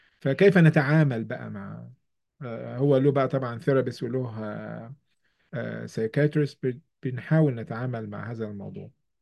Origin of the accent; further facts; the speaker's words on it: Egypt; now in New York, United States; إحنا في نيويورك، وخلفيتي أنا من كمصري وعربي ومسلم